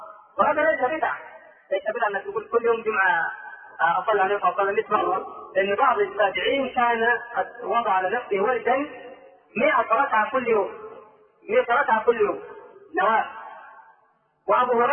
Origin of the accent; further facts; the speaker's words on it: Egypt; ترى كثيرا من الناس لا سيما عندنا في مصر